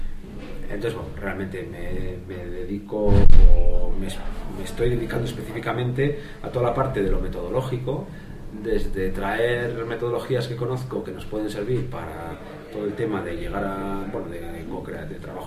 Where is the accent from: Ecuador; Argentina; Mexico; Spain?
Spain; Bilbao, Basque Country; vengo de Bilbao